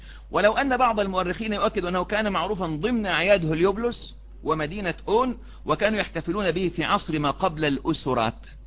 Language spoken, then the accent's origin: Arabic; Egypt; مصريين لما بدأنا نتشبه